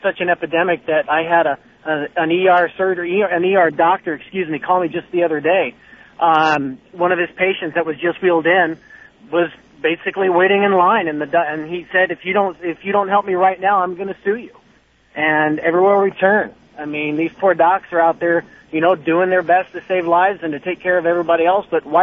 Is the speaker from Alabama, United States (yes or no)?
no; Seattle, Washington, United States; Well, I'm from Seattle. I mean, look who runs our state.